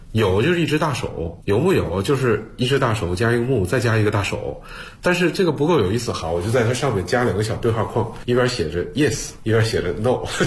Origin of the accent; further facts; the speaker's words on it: China; 你会感到我们中国人其实就是活在汉字里的